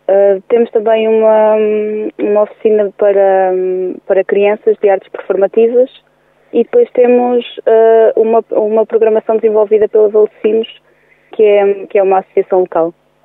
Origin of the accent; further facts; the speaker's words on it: Oliveira, Portugal; eu sou de perto também, sou de Oliveira.